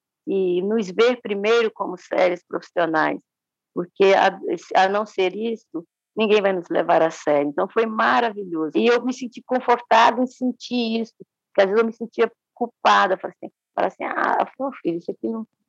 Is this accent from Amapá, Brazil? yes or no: no; Minas Gerais, Brazil; Eu sou mineira ainda por cima